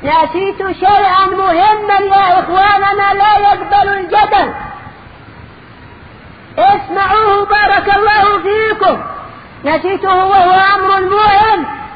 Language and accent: Arabic; Yemen; موجود عندنا باليمن. ماذا اقول لك، ماذا اقول لهم وانا في مصر